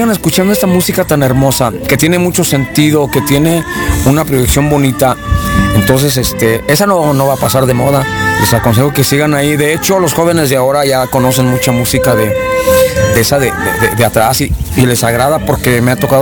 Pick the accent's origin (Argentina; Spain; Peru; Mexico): Mexico; León, Guanajuato; yo nací aquí en la ciudad de León, Guanajuato. Y nací en la colonia Bellavista, en la calle Guatemala. Y pues orgullo de aquí, panza verde.